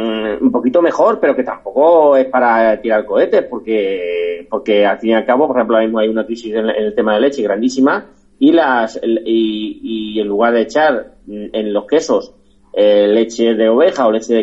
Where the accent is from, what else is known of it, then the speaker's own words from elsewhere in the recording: Valdepeñas, Castilla-La Mancha, Spain; aquí en mi pueblo, en Valdepeñas, un pueblo que en aquel momento tenía 25.000 habitantes